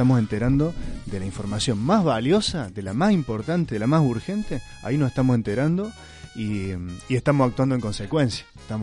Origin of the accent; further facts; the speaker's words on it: Córdoba, Argentina; vengo desde Córdoba, de la Asamblea Villayarino Despierta.